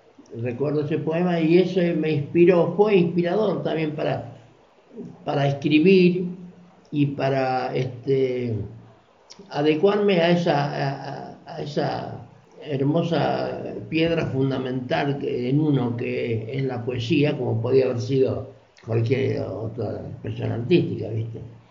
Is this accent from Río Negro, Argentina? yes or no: no; Mar del Plata, Buenos Aires Province, Argentina; soy nacido en Mar del Plata en 1943 y ahí me crié, ahí trabajé y ahí estudié. Y fue una vida al lado del mar